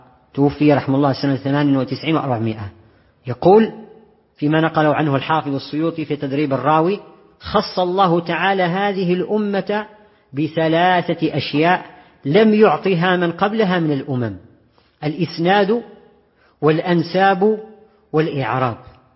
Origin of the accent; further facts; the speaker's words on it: Morocco; وفيما يخص المغرب معاش الإخوة بلدنا المغرب